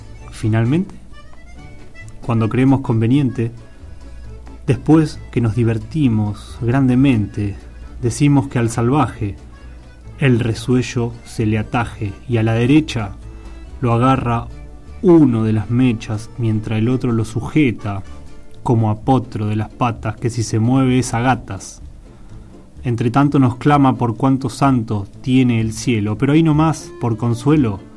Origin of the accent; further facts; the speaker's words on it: Hurlingham, Buenos Aires Province, Argentina; Yo soy de Hurlingham o Harlingham para cierta...